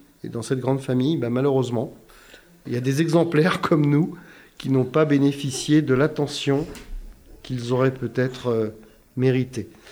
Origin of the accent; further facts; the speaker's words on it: Tours, Centre-Val de Loire, France; born there; c'est dans mon sang, des origines corses, quoi. Et puis, bien sûr, des origines tourangelles. Hein. Je suis né à Tours, quand même.